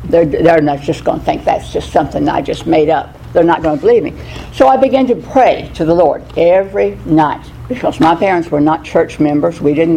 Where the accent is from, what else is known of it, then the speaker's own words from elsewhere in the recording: Oklahoma, United States; as most of you know me, and I was born in Oklahoma, out in the middle of nowhere. Wind blew 400 days out of the year